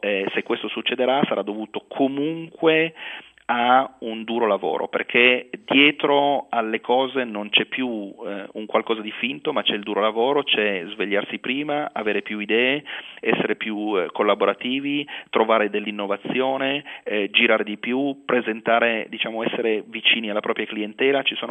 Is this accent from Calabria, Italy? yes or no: no; Turin, Piedmont, Italy; come noi siamo di Torino